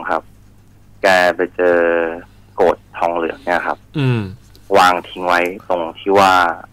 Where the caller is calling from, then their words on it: Samut Sakhon, Thailand; สมุทรสาครครับ